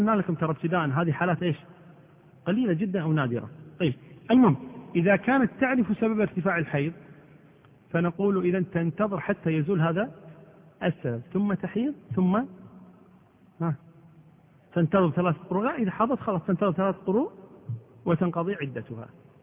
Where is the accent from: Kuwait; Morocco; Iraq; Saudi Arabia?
Kuwait; امرأة المفقود مثل ما حصل بالنسبة للأسرة عندنا في الكويت هنا